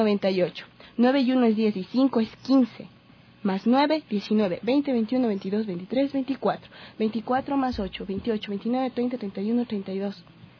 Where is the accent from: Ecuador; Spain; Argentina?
Ecuador; Quito, Pichincha; soy de Quito. Trabajo en el arte escénico, soy bailarina, soy actriz